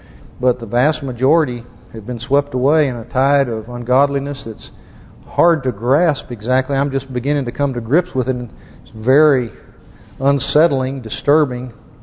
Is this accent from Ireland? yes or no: no; United States; I'm an American, obviously.